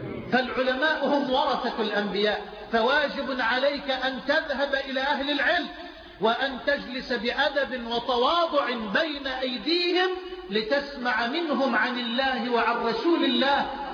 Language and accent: Arabic; Egypt; الى مصر، الى بلدنا مصر